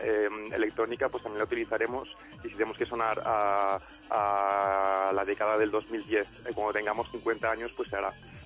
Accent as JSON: {"language": "Spanish", "town": "Barcelona", "region": "Catalonia", "country": "Spain", "said": "mi padre es de Roma, es nacido en Roma. Y mira, y soy medio italiano, medio barcelonés, catalán, español, como queráis llamarlo."}